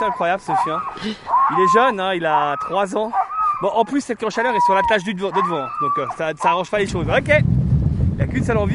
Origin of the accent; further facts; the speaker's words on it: Auvergne-Rhône-Alpes, France; De toute façon, déjà, je suis pas de l'Ain. Moi, je suis de Haute-Savoie.